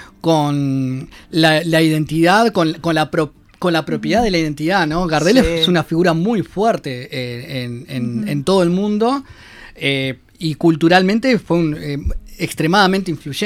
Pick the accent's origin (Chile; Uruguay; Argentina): Uruguay; capaz que uno como uruguayo se siente esa satisfacción